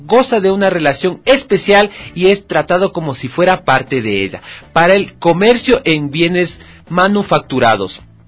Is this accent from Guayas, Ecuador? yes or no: no; Quito, Pichincha, Ecuador; Como nosotros quiteños que no tenemos mar.